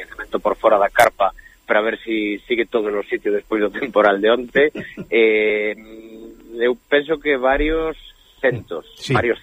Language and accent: Galician; Galicia, Spain; somos galegos para Galicia